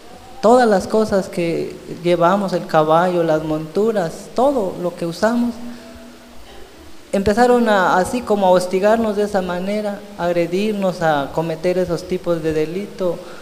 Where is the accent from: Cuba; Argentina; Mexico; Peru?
Mexico; Candelaria el Alto, Chiapas; yo vengo de la comunidad de Candelaria el Alto, en Venustiano Carranza.